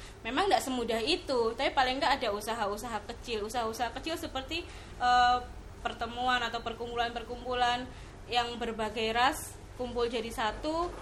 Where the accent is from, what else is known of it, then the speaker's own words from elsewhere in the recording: Ambarawa, Central Java, Indonesia; seperti yang ronde itu saya kalau di saya kampung saya Ambarawa, Semarang.